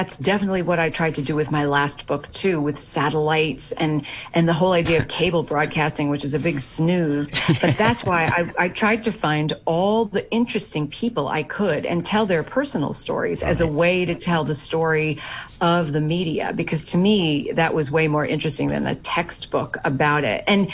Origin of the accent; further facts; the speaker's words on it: New York, United States; My mother always told me these stories when I was growing up in New York in the 70s.